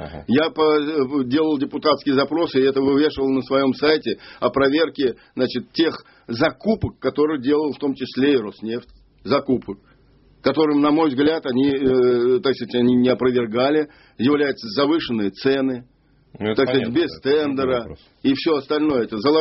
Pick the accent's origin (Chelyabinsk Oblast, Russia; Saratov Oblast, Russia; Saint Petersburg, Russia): Saratov Oblast, Russia; Saratov; Там же, ну, я из Саратова сам.